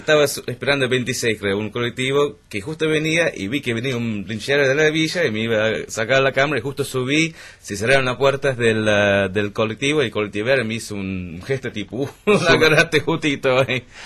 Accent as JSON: {"language": "Spanish", "town": "Manchester", "region": "North West England", "country": "United Kingdom", "tie": "born or raised there", "also_born_or_lived": "Sheffield", "second_language": "Spanish", "moved": "as an adult", "lives_now": "Buenos Aires, Argentina", "said": "Sí, me nací en Sheffield, me crié en Manchester."}